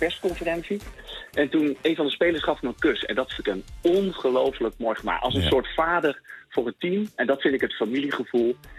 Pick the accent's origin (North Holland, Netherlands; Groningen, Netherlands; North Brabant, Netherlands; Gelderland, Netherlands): Gelderland, Netherlands; Apeldoorn; En ik woonde in een wijk naast hem. Ik kom uit de Maten. Dus dat is in Apeldoorn en Zweten. Dat is een nieuwbouwwijk.